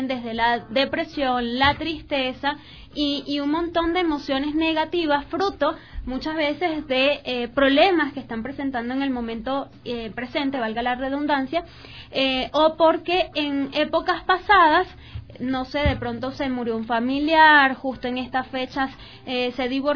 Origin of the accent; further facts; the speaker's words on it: Venezuela; para nadie es un secreto que soy venezolana o somos venezolanas las tres